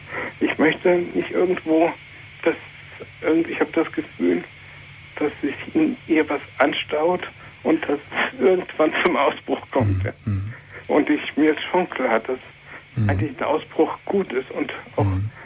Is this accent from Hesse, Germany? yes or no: yes; Hesse, Germany; meinen Heimatort, der ist Taunus, in der Nähe von Bad Homburg.